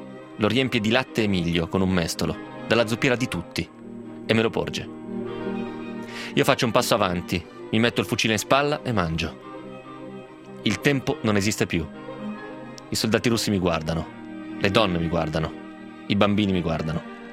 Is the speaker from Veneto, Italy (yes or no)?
no; Grado, Friuli-Venezia Giulia, Italy; Sono friulano di grado, il Friuli è una terra di confine.